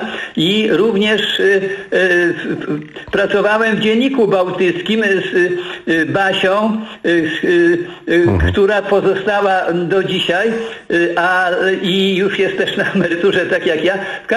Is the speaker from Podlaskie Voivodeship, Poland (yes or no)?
yes; Mońki, Podlaskie Voivodeship, Poland; z Mońkami, gdzie ja mieszkam od urodzenia, a połowę życia to wiadomo w Warszawie